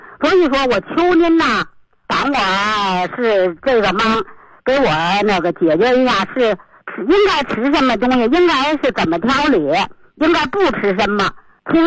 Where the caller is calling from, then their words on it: Beijing, China; 我是北京的一个新学员。我今年71岁。